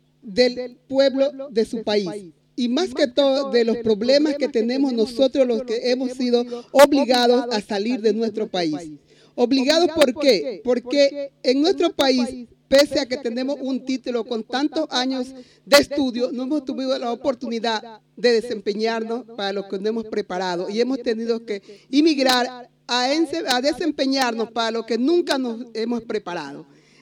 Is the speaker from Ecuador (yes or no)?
yes; Ecuador; moved away; como ecuatoriana me siento veramente orgullosa de estar cerca a usted